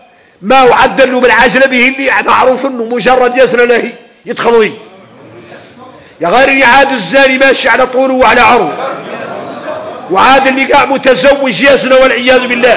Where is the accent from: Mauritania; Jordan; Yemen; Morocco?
Mauritania; عادة فينا احنا موريتاني حالي